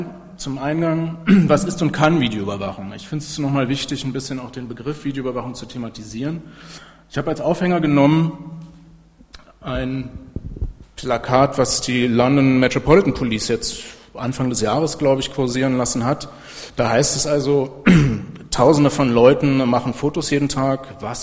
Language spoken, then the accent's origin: German; Berlin, Germany; ich komme aus Berlin